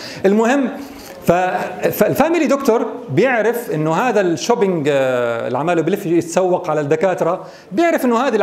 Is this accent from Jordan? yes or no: yes; Jordan; الان الواقع في الاردن، ما الوضع عندنا في الاردن؟